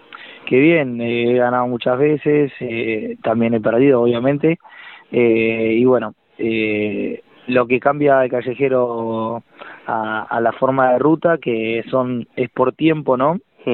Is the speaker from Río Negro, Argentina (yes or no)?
no; Necochea, Buenos Aires Province, Argentina; born there; now in Santa Rosa, Argentina; yo soy nacido en Necochea y ahora vivo en Santa Rosa ya hace 5 años